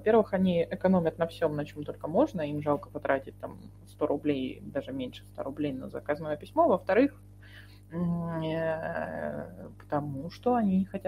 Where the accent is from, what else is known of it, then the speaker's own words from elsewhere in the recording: Russia; Да, я из России, как видите.